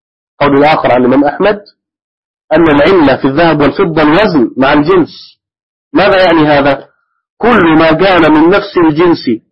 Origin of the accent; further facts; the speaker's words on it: Egypt; عندنا في مصر مثلا ما القوت؟ خبز. القوت عندنا هنا الخبز